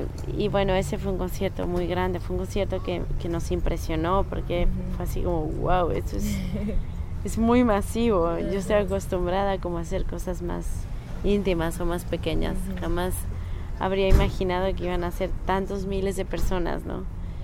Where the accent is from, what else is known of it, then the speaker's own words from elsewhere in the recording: Veracruz, Mexico; Sí, yo crecí en Veracruz y me fui de Veracruz por muchos años, pero ahora ya volví.